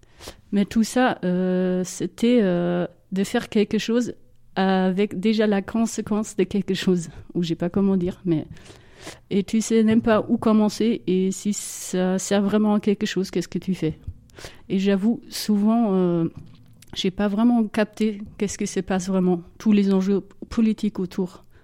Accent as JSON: {"language": "French", "country": "Germany", "tie": "born or raised there", "second_language": "French", "said": "je suis née et grandie en Allemagne de l'Ouest. J'étais 10 ans quand le mur de Berlin est tombé."}